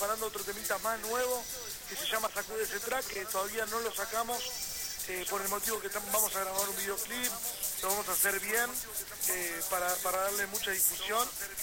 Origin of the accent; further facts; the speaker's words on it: La Pampa, Argentina; he hecho radio por internet en mi pueblo, en la provincia de La Pampa, porque yo soy pampeano.